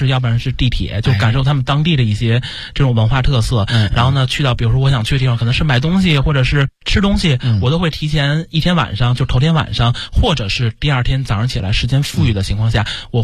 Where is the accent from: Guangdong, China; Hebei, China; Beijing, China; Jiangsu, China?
Beijing, China; 首先，可能因为我是北京人的缘故